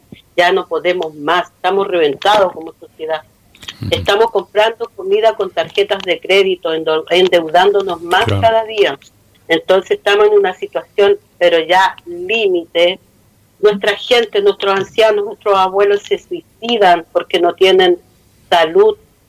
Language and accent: Spanish; Araucanía, Chile; first language Mapudungun; Spanish is a second language; los voy a saludar en mi lengua materna, que es Mapuche, Marimari Lamien, Marimari Compuché … cutora de Radio Huelquén Curru, medio de comunicación Mapuche de la Araucanía